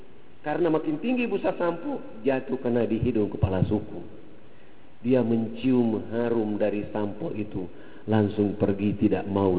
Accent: Papua, Indonesia; Rambut kami orang Irian itu kalau belum kena air dengan sampo, itu rambut tenang-tenang saja.

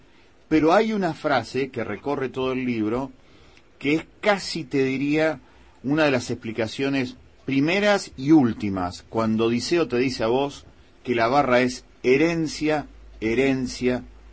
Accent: Rosario, Santa Fe, Argentina; nosotros somos de Rosario

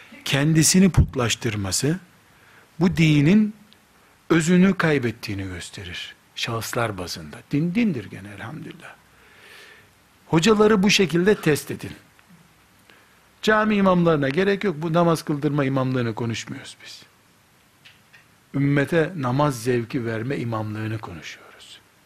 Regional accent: Black Sea Region, Turkey; Karadeniz çocuğu olduğumuzu da unutmayın. Yani böyle dedim diye her yerli değilim, Karadenizliyim.

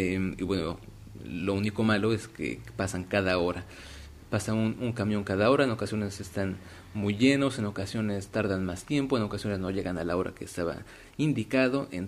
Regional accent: Mexico; que yo los vi un poco diferentes en cuanto a México, que es de donde yo soy

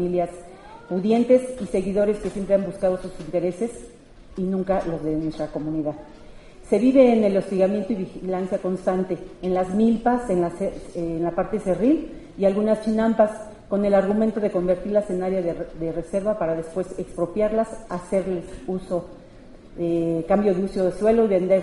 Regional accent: Santa Cruz Acalpixca, Mexico City, Mexico; yo vengo del pueblo de Santa Cruz Acalpisca, en Xochimilco

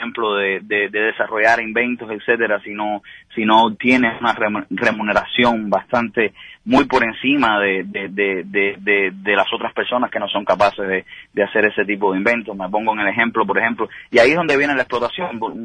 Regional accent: Cuba; now in Miami, United States; llamaba de Miami o que soy cubano

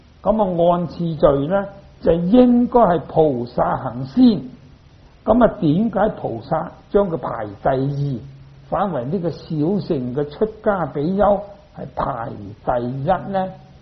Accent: China; 不过我哋中国人咧，可以有一种咧唔好嘅习惯

